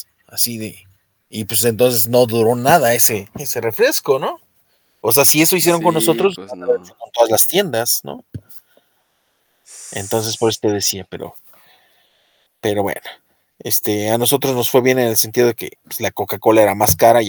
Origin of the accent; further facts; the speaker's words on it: Mexico; A veces me pregunto si soy mexicano con estos gustos raros y estos rasgos escandinavos que me cargo.